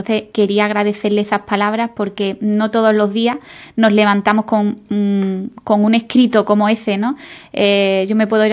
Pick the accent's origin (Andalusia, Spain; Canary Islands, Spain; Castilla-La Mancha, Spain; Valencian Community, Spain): Andalusia, Spain; Ubrique; quería agradecer a mi pueblo, a Ubrique, por el apoyo y la acogida